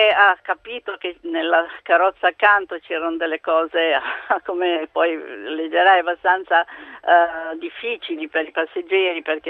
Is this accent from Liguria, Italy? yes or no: yes; Albisola, Liguria, Italy; io sono di Albisola, Savona, e sto andando a Trieste da mia figlia perché sono nonna